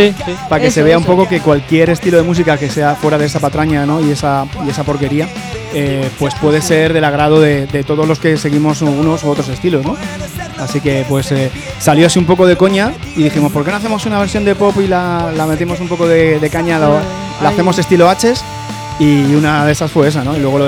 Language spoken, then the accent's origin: Spanish; Madrid, Community of Madrid, Spain; todo el grupo somos de Hortaleza